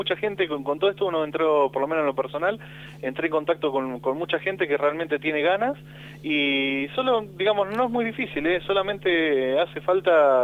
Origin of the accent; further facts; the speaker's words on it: Argentina; Pero como argentinos estamos muy acostumbrados a decir